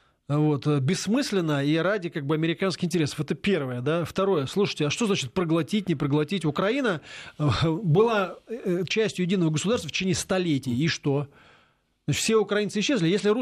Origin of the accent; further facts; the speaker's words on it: Moscow, Russia; Я очень люблю Москву, потому что я коренной москвич.